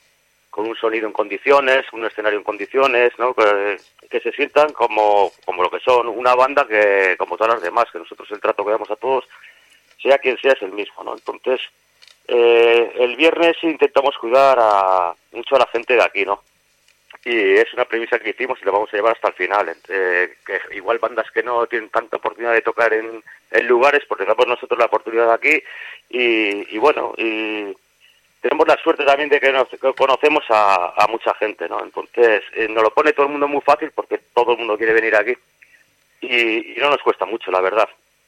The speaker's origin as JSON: {"language": "Spanish", "town": "Santurce", "region": "Basque Country", "country": "Spain", "said": "Nosotros somos de Santurce"}